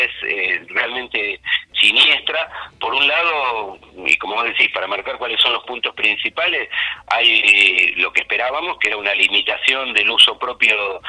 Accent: Argentina; los que vamos a pagar las regalías finalmente somos los argentinos.

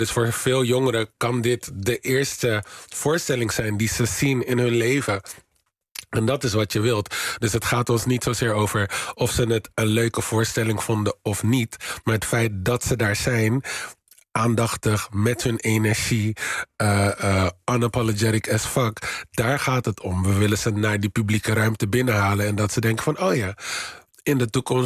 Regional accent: Rotterdam, South Holland, Netherlands; Ik denk dat dan... ik kom uit Rotterdam.

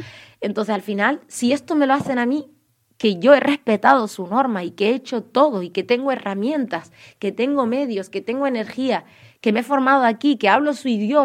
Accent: Canary Islands, Spain; accent: Canarian; Podréis ver que por mi acento canario llevo toda mi vida aquí

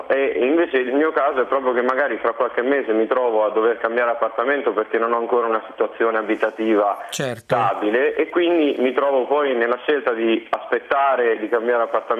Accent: Frosinone, Lazio, Italy; born there; now in Verona, Italy; Io abito a Verona, ma ho la residenza nella mia città natale, che è Frosinone.

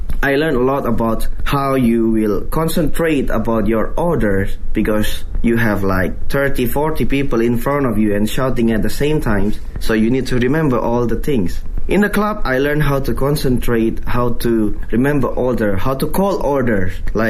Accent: Indonesia; English is a second language; I was born in Indonesia. I'm originally Indonesian, but my father's have a background from south of China. So actually my grandfather was born in Fuzhou.

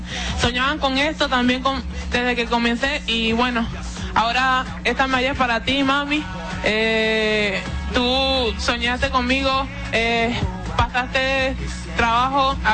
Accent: Venezuela; moved away; desde que salí de Venezuela para un mejor porvenir, para mejorar

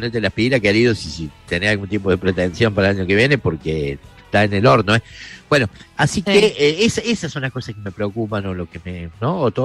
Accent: Argentina; sufrir, porque somos argentinos, nos gusta el fútbol

